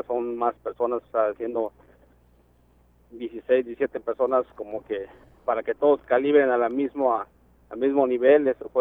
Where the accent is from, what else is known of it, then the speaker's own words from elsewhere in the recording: Mexico; No, pues fíjate que uno como, por ejemplo, siendo mexicano, ¿verdad?